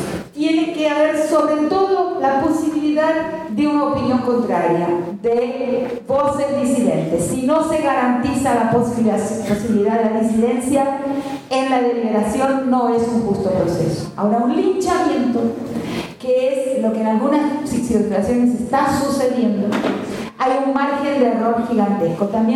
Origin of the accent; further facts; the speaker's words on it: Argentina; algo que estoy acompañando en mi país, ahí por muchas convocatorias de muchas madres, de muchos directores de colegios, de grandes colegios de la Argentina